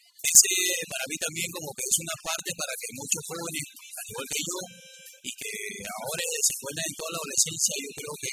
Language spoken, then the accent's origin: Spanish; Bellavista, Callao, Peru; yo soy chalaco corazón, nací en el distrito de Bellavista, Callao. Y bueno, en Bellavista estoy viviendo gran parte de mi infancia. Después lo pasé a la de Sarita Colonia, en el Callao. Luego volví a la ciudad de Pescador, Bellavista, Callao, que es mi barrio, ¿no?, donde yo nací.